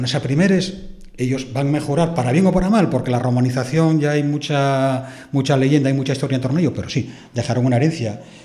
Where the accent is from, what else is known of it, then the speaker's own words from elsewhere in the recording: Antromero, Asturias, Spain; Y en el caso de mi pueblo, arrendó a un tal Josef Pérez en el siglo XIV el puerto de Antromero, con sus entradas y salidas.